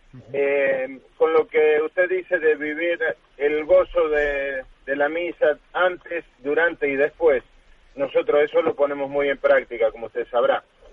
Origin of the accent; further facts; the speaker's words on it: Málaga, Andalusia, Spain; soy de Málaga.